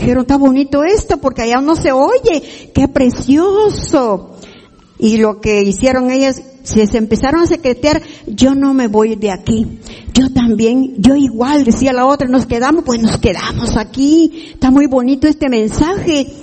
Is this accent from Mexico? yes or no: yes; Chahuite, Oaxaca, Mexico; porque venimos de Chahuite, Oaxaca, por el Istmo.